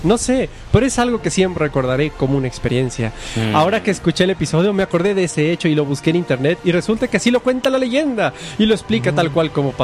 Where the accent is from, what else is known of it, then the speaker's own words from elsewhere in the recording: Naranjos, Veracruz, Mexico; now in Monterrey, Mexico; En Naranjos, Veracruz, de donde soy yo, aunque vivo en Monterrey, cuando niño íbamos por leña.